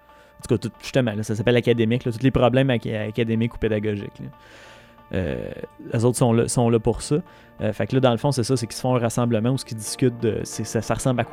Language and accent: French; Quebec, Canada; je suis pas en train de dire qu'en tant que Québécois natif, on n'a pas à s'occuper de ça